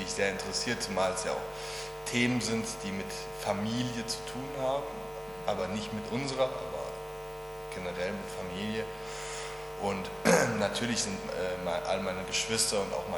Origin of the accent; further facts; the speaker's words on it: Hesse, Germany; Nee, bei Wiesbaden. Das ist hier eine Waldregion, der Taunus. Ne? Und da im Taunus gibt es eine Waldsiedlung, in der sind wir groß geworden.